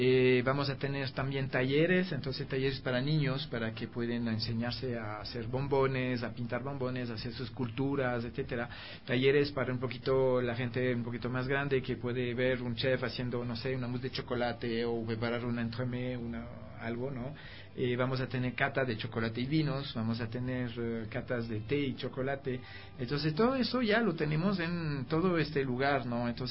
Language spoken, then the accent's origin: Spanish; France; Spanish is a second language; now in Ecuador; yo soy francés, ¿no? Y yo vivo aquí algunos años